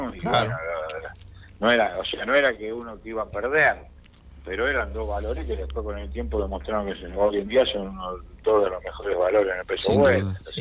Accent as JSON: {"language": "Spanish", "country": "Argentina", "said": "como argentino uno quiere que se dé"}